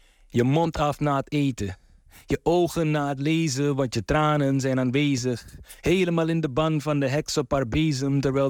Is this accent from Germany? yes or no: no; Paramaribo, Suriname; now in Rotterdam, Netherlands; Ik ben opgegroeid in Paramaribo, maar woon al heel lang in Rotterdam-Krooswijk.